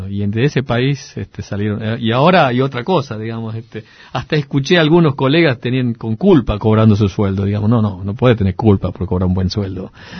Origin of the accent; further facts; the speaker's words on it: Tucumán, Argentina; moved away; also born or lived in Bariloche; fueron cuando me fui de Tucumán a Bariloche. Esos fueron los tiempos que extrañé. Extrañaba Tucumán.